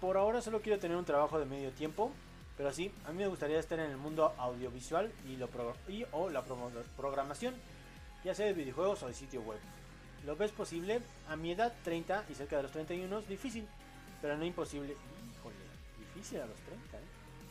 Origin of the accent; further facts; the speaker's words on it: Chile; por lo que ocurrirá en mi país, Chile